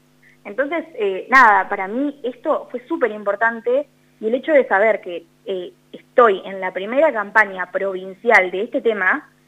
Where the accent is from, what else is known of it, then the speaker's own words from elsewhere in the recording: Macachín, La Pampa, Argentina; Sí, yo soy de Macachín, no de Santa Rosa.